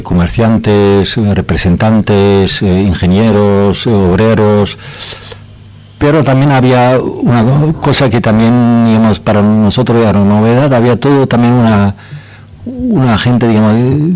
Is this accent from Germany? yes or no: yes; Germany; Spanish is a second language; para mí mismo, que soy alemán, era una especie de sorpresa.